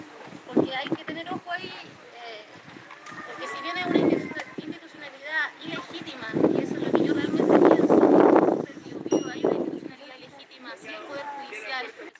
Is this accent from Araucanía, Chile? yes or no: yes; Temuco, Araucanía, Chile; born there; nací en Temuco, abogada de oficio.